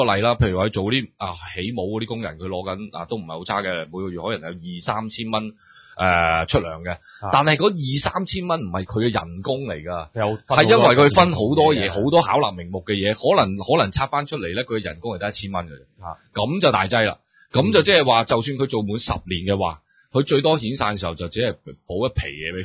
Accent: Hong Kong; 即係用我哋香港人嘅角度去睇，

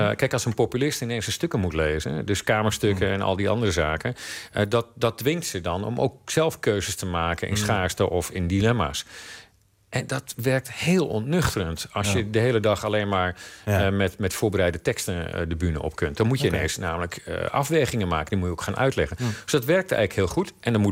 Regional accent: Netherlands; daar moeten wij als Hollanders

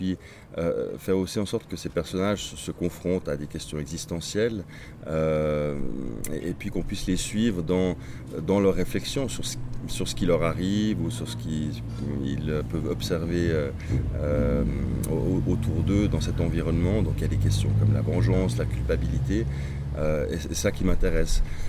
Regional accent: Switzerland; born there; je suis né en Suisse, donc on va dire je suis quasiment suisse. Mon père est allemand, ma mère suédoise.

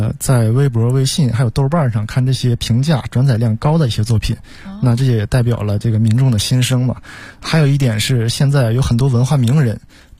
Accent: Northeast China, China; 我是东北人

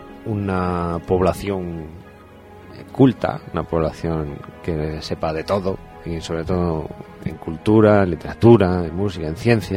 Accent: Madrid, Community of Madrid, Spain; nosotros somos madrileños, emitimos desde la zona sur de la capital de España

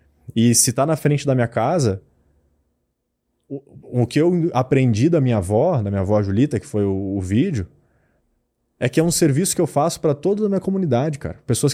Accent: Lajeado, Rio Grande do Sul, Brazil; E eu cresci observando isso e vendo isso muito. Por bem ou por mal, lá em Lajado, de onde eu sou, eu achava que era normal.

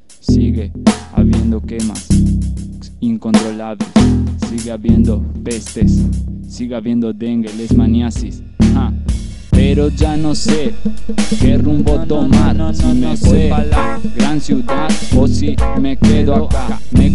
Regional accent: Misiones, Argentina; Mi tierra de origen es de acá. Es tierra misionera, colorada, con selva, con pájaros y más guaraníes.

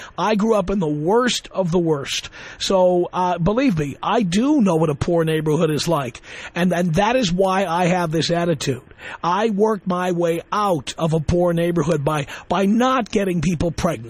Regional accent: Bronx, New York, United States; Sir, I grew up in the South Bronx. You don't have to tell me about what poor neighborhoods are like.

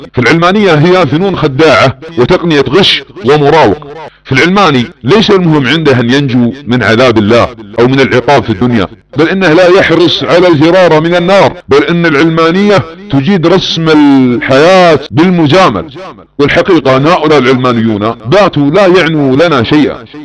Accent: Saudi Arabia; ويصنع ملامح سياسية في بلادنا السعودية، بل أن يقول لأبناء وطني

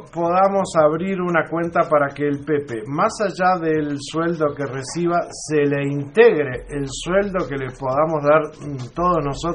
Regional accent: Uruguay; A mí como uruguayo me duele

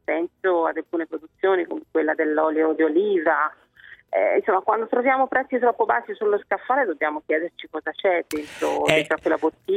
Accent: Tuscany, Italy; Io da buona toscana conosco bene quelle del mio territorio

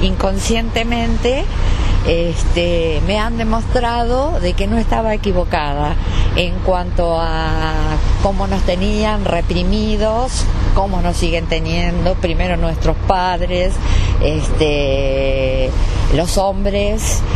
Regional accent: Mar del Plata, Buenos Aires Province, Argentina; soy de Mar del Plata, tengo 66 años

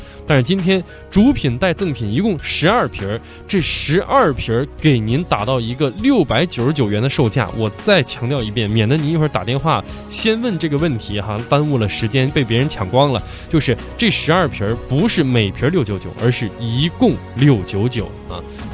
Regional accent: Inner Mongolia, China; 你要说我老家内蒙古那块啊，喜欢喝一种叫砖茶的。

